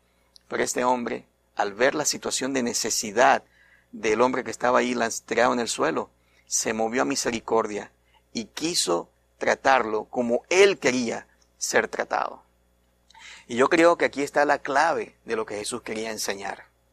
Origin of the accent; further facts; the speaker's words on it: Venezuela; Saben, yo vengo de Venezuela.